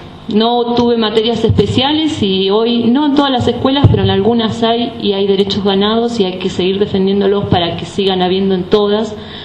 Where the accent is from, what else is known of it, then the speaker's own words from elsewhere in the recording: Los Repollos, Río Negro, Argentina; Soy pobladora de Los Repollos desde siempre, 41 años. Soy exalumna de una escuela rural, de la escuela 214.